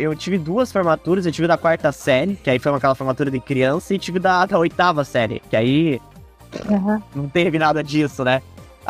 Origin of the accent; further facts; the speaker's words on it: São José dos Pinhais, Paraná, Brazil; Eu confesso que de São José eu não sou, nasci e estou morando em São José, né? Sempre morei perto do aeroporto a minha vida inteira.